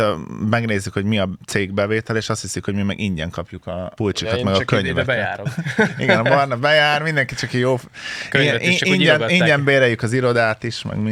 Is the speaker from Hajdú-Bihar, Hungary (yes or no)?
no; Tapolca, Veszprém County, Hungary; born there; De igazából Tapolcán születtem, de Veszprémben is laktunk, csak már így keverem, hogy mikor, hol.